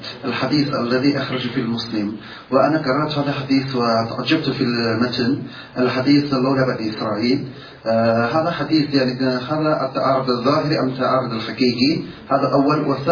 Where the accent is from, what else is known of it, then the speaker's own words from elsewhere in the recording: China; Arabic is a second language; أنا من الصين،